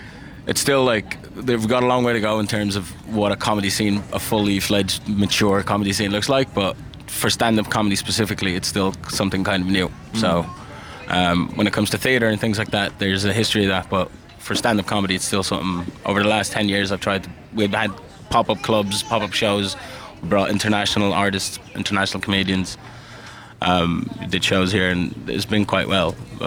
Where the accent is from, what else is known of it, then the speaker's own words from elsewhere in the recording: Ireland; also born or lived in Qatar / United States; because I'm from Qatar, growing up in Ireland, and before that in America.